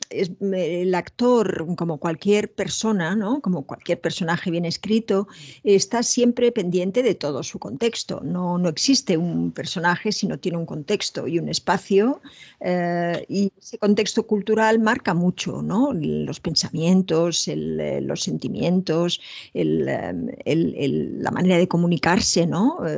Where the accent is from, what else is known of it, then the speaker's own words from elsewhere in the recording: Spain; que tampoco soy la española que todo el mundo piensa, ¿no?